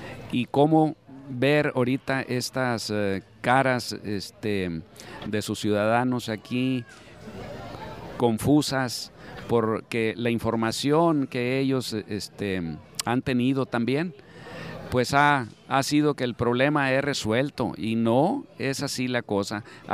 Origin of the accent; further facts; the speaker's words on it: Sonora, Mexico; como mexicanos, como sonorenses, nos decepciona